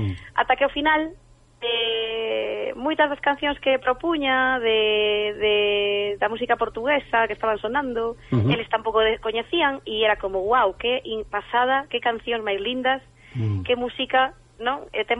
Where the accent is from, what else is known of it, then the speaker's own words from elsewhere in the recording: Caldas de Reis, Galicia, Spain; eu son de Caldas de Reis.